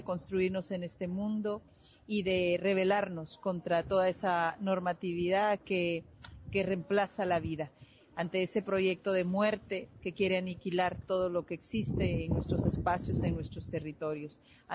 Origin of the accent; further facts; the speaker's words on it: Guatemala; Soy guatemalteca